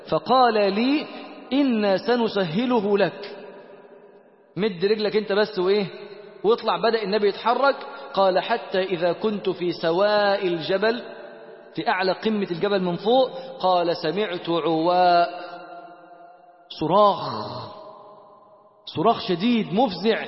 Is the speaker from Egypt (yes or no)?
yes; Egypt; من وين أنت؟ بيقول لي. قلت له أنا من مصر. قال لي من مصر.